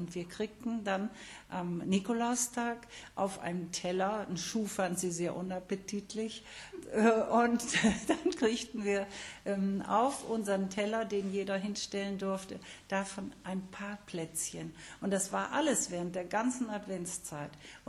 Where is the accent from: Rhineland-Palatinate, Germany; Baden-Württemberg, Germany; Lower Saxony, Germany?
Lower Saxony, Germany; Cloppenburg; Aber geboren bin ich in Kloppenburg und da bin ich auch in die Schule gegangen. Und da sprach man doch sehr oft noch Plattdeutsch.